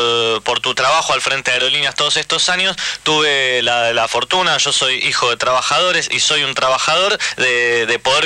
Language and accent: Spanish; Argentina; es algo que como argentino cuando está en el exterior llenaba orgullo